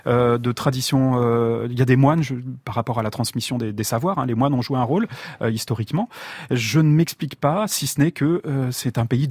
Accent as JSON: {"language": "French", "region": "Auvergne-Rhône-Alpes", "country": "France", "said": "Moi je suis de la Drôme, et en Drôme et en Ardèche, on est sur des zones qui commencent à être sérieusement arides."}